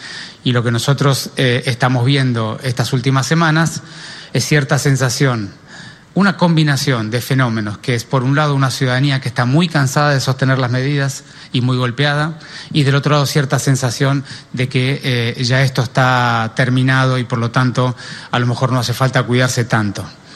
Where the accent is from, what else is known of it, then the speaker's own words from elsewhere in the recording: Buenos Aires, Argentina; sino somos todos ciudadanos porteños y cada uno de su lugar tiene que estar dispuesto a aportar algo